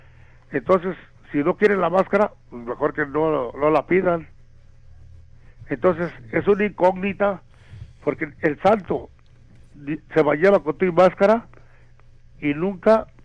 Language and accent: Spanish; Mezcala, Jalisco, Mexico; Como van a empezar las fiestas en mi pueblo, en la Mezcala